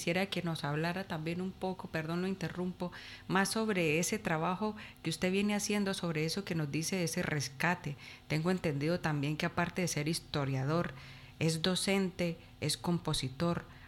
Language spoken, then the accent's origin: Spanish; Villa del Rosario, Norte de Santander, Colombia; desde la cuna histórica, desde mi tierra natal, Villa del Rosario.